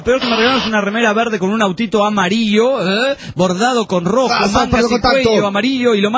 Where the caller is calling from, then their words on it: Badalona, Catalonia, Spain; de Badalona, España.